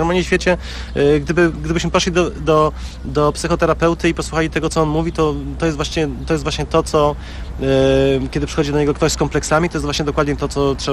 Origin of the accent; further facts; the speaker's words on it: Radom, Masovian Voivodeship, Poland; urodziłem się 10 kwietnia, jestem z Radomia